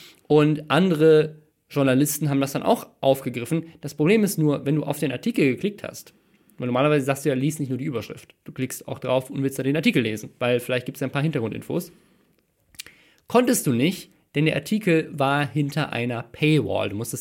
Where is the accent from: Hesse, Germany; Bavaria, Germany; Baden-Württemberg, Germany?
Baden-Württemberg, Germany; Mannheim; born there; Und zwar in meiner Geburtsstadt in Mannheim.